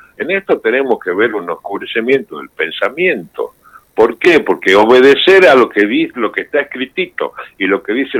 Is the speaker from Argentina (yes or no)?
yes; Argentina; now in Spain; Yo estuve exiliado en España bastante tiempo, y me nacionalicé español, pero no puedo convencer a nadie que soy español aparte de argentino. Con esta tonada he perdido mucha guita.